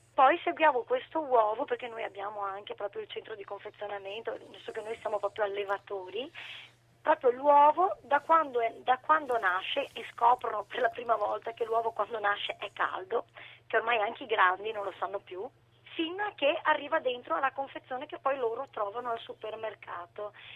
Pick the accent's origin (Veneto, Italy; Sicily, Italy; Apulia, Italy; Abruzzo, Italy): Veneto, Italy; Cittadella; quindi noi siamo di Cittadella, quindi sarà PD, come nelle vecchie targhe automobilistiche.